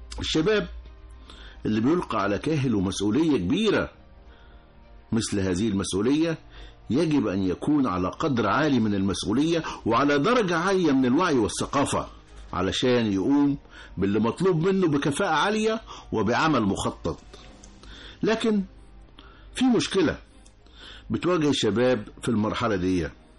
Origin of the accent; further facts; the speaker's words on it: Egypt; مش بس عندنا في مصر بل في العالم كله